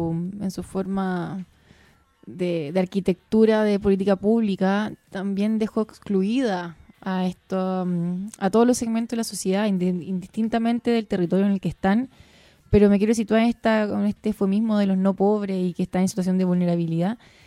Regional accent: Chile; la impotencia que sentimos hoy día como chileno y chilena es no tener la posibilidad de ingerir

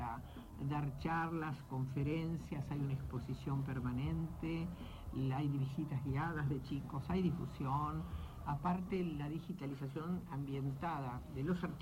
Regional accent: La Plata, Buenos Aires Province, Argentina; los que somos platenses sabemos muy bien dónde funcionaban

